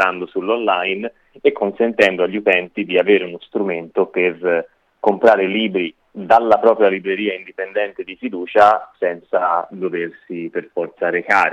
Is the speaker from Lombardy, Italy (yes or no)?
no; Florence, Tuscany, Italy; io che sono di Firenze